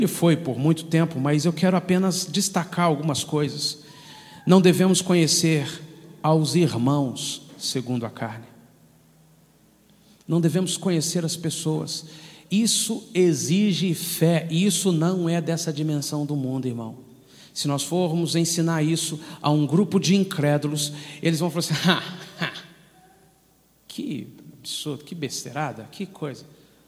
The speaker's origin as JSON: {"language": "Portuguese", "region": "Minas Gerais", "country": "Brazil", "said": "Como um bom mineiro, eu estava sentado numa das reuniões"}